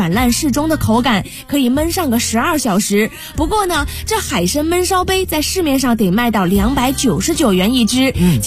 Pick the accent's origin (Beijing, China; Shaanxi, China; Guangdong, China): Beijing, China; 但是呢咱们北京人的耿直和热情必须点个赞。